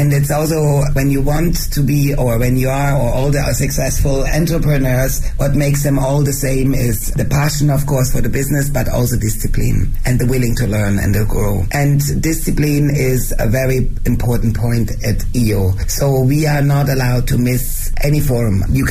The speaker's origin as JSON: {"language": "English", "country": "Switzerland", "first_language": "German", "second_language": "English", "lives_now": "Beijing, China", "said": "Even for me being Swiss and my mother tongue is German, it's very hard to express myself in English, but it's much easier, of course, than in Chinese"}